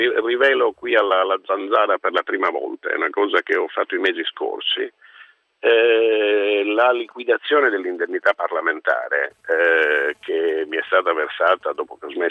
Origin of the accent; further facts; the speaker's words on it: Cagliari, Sardinia, Italy; born there; Io sono a casa mia in Sardegna, io ho la fortuna di avere la nascita a Cagliari